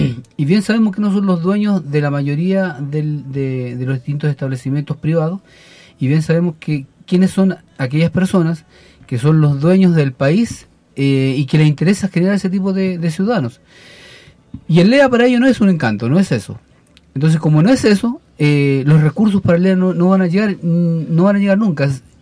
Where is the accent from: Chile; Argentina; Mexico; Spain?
Chile; como ciudadanos, como chilenos, ¿cachai?